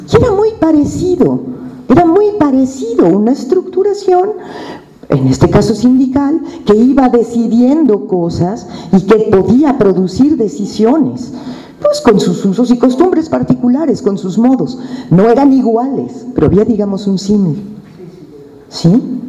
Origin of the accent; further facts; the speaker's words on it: Mexico City, Mexico; cualquier mexicano, nahua, maya o chilango, como yo